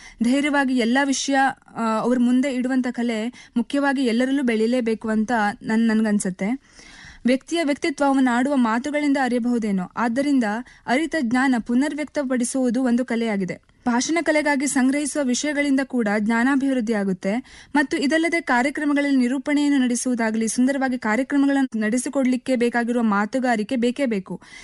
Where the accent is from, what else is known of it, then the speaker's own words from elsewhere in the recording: Yellapur, Karnataka, India; ನನ್ನ ಊರು ಉತ್ತರ ಕನ್ನಡ ಜಿಲ್ಲೆಯ ಯಲ್ಲಾಪುರ.